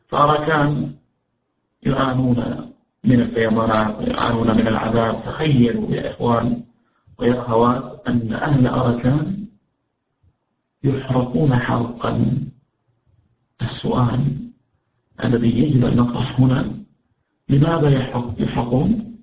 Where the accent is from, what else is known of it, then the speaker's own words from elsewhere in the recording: Najd, Saudi Arabia; ولكن الأجواء عندنا في نجد وفي الجزيرة العربية إذا أتت عز ظهيرة وفي قوة الشمس تكون الأرض حارة جدا